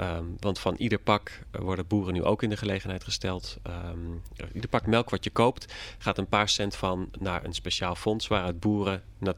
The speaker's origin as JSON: {"language": "Dutch", "country": "Netherlands", "said": "Maar uiteindelijk denk ik dat wij als Nederlanders"}